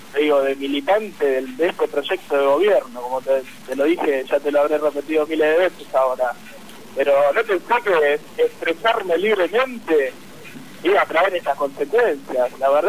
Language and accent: Spanish; Argentina; quería expresarme libremente como cualquier ciudadano, como cualquier argentino